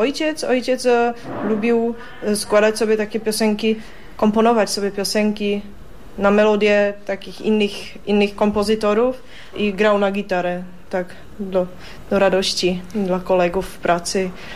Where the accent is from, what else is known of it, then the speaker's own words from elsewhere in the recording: Český Těšín, Moravian-Silesian Region, Czechia; Ja pochodzę z czeskiego Cieszyna.